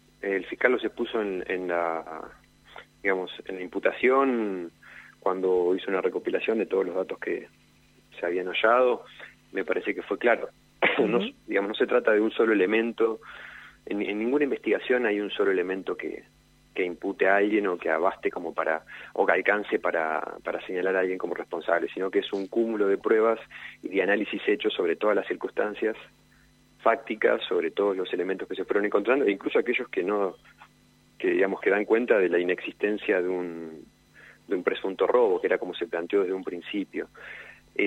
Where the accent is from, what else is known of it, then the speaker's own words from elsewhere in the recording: Neuquén, Argentina; soy neuquino, vivo separado de un puente de la ciudad de Cipolletti.